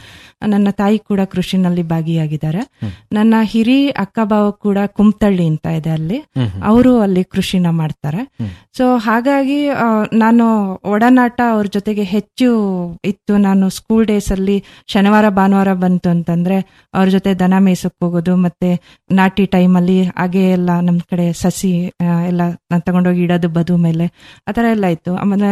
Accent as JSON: {"language": "Kannada", "town": "Kontanmane", "region": "Karnataka", "country": "India", "tie": "born or raised there", "said": "ನಾನು ಮೂಲತಃ ಮಲೆನಾಡಿನವಳು, ಸಕಲೇಶ್ಪುರ ತಾಲೂಕು ಹೆತ್ತೂರು ಹೋಬಳಿ ಅತ್ತಿ ಹೇಳಿ ಪಕ್ಕ ಒಂದು ಪುಟ್ಟ ಗ್ರಾಮ ಕೊಂತನ್ ಮನೆ ಅಂತಂದ್ಬಿಟ್ಟು. ಸೊ ಅಲ್ಲಿ ನನ್ನ 5ನೇ ತರಗತಿವರೆಗೆ ನಾನು ಅಲ್ಲಿ ಸರ್ಕಾರಿ ಶಾಲೆಯಲ್ಲಿ ವಿದ್ಯಾಭ್ಯಾಸ ಮಾಡ್ತಾ ಇದ್ದೆ."}